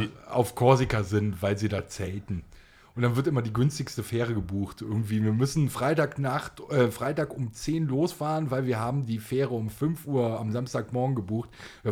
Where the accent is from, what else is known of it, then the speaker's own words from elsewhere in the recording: Stuttgart, Baden-Württemberg, Germany; da wir kommen ja aus Stuttgart und fahren aus Baden-Württemberg